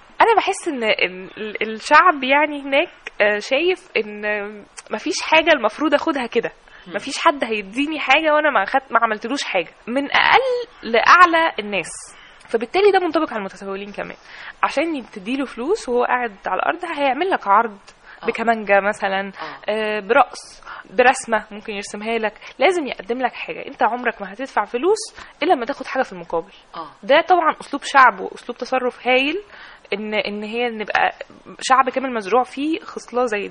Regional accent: Egypt; احنا محتاجين الفنانين التشكيليين وفنانين العمارة عندنا في مصر

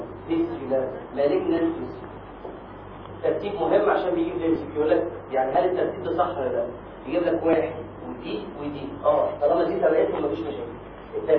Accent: Egypt; احنا عندنا في مصر كام اللي هو كام 28 اسبوع في الحمل

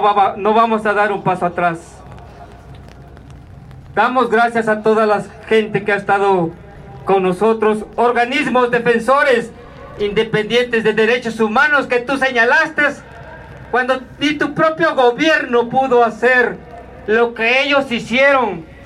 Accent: Mexico; Somos mexicanos y no nos vamos a prostrar ante los pies de cualquier presidente.

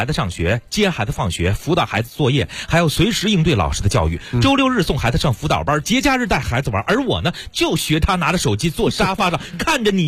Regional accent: Beijing, China; 再来关注另外一个我们北京人非常熟悉的游乐场所

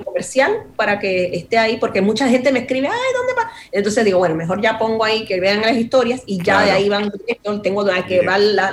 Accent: New Jersey, United States; Primero, yo me crié aquí en los Estados Unidos. Entonces, sí. Y me crié en Jersey. Soy de Jersey, sí.

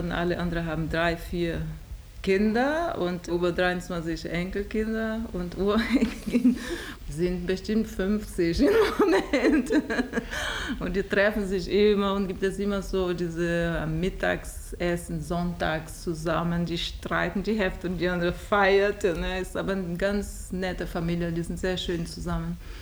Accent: Brazil; German is a second language; now in Germany; Dann gibt es so Details und Sachen aus Brasilien, die an meine Heimat immer erinnert.

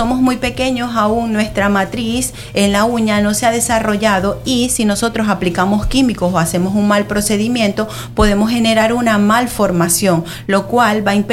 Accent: Venezuela; en mi país, en Venezuela, trabajaba como educadora con el Ministerio de Educación.

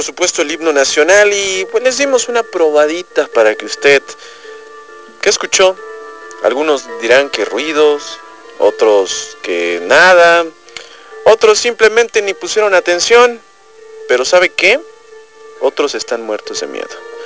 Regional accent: Mexico; cumplir como buenos mexicanos y escuchar el himno nacional

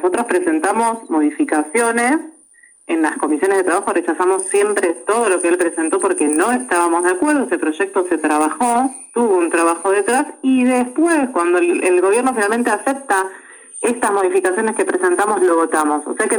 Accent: Buenos Aires Province, Argentina; los bonaerenses, uno, también somos argentinos

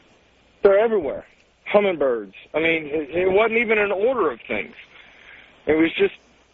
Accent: the South, United States; I'm from the South, so you might understand where that comes from.

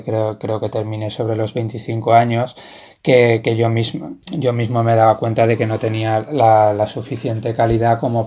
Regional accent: Valencia, Valencian Community, Spain; Soy de Valencia, bueno, nací en Valencia y he vivido aquí casi toda mi vida.

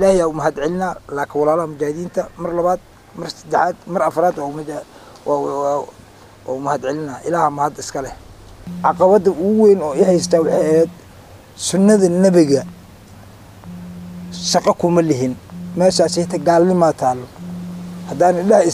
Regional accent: Jamaame, Lower Juba, Somalia; born there; ku dhashay degmada Jamaame. Waxaan ka imid hadda aan kasoo galay degmada Baar Dheere.

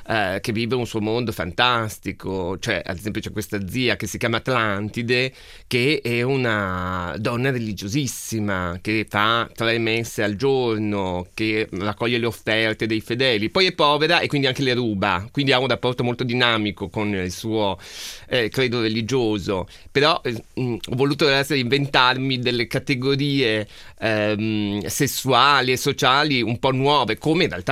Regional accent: Trieste, Friuli-Venezia Giulia, Italy; accent: Triestine; ho usato delle parole spagnole e legandole con il mio dialetto d'origine, cioè il triestino, che non è conosciuto in Italia

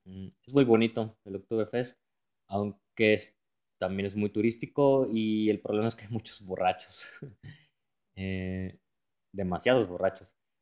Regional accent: Mexico; moved away as an adult; now in Germany; Yo soy de México y ahora vivo en Alemania, en el sur, más exactamente en el estado de Baviera, o Bavaria, como algunos lo conocen, por su nombre en inglés. Bueno, pues aquí ya llevo 5 años trabajando

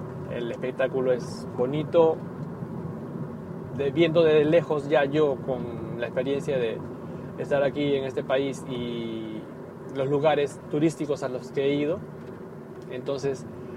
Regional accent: Peru; Por lo menos en mi país, en Perú, que yo recuerde, ningún verano he escuchado

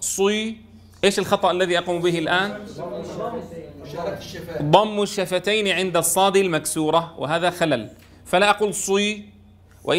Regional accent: Syria; مثلا عندنا في سوريا يفخم العين

